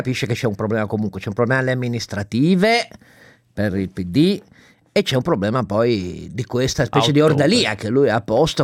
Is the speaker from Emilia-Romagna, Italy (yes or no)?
no; Turin, Piedmont, Italy; Nel quartiere dove sono cresciuto io, a Torino, con la Mirafiori Nord